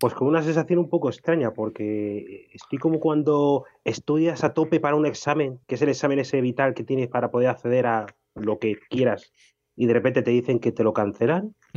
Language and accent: Spanish; Madrid, Community of Madrid, Spain; Yo soy madrileño y negro